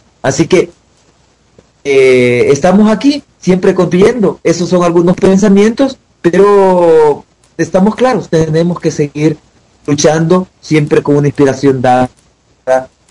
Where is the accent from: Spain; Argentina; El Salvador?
El Salvador; uno, siendo salvadoreño, teniendo una gran visión de América Latina